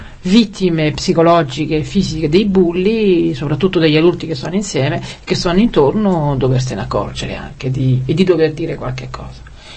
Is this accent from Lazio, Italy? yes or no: yes; Rome, Lazio, Italy; dunque io da romana parteggio perché venite.